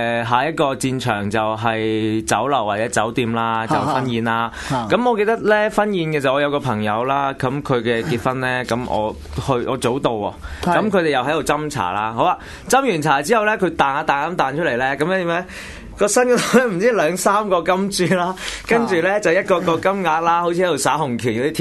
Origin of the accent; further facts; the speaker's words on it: Hong Kong; 以我香港人啦，香港即係南中國啦，當中國人啦、華人啦